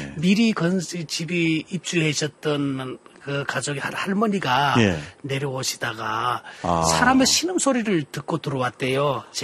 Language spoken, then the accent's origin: Korean; North Korea; moved away; 제가 어느 날 중국에 탈북을 해서 가서 저는 탈북자이기 때문에